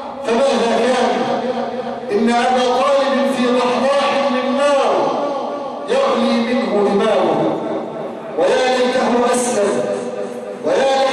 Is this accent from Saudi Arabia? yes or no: no; Egypt; اللهم اجعل بلادنا مصر آمنة مطمئنة، سخاء رخاء